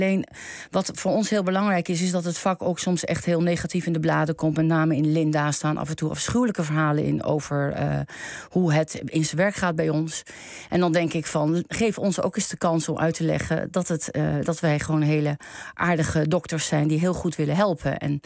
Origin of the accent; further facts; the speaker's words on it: Enter, Overijssel, Netherlands; born there; Dat lag in de bibliotheek in Enter, mijn geboorteplaats.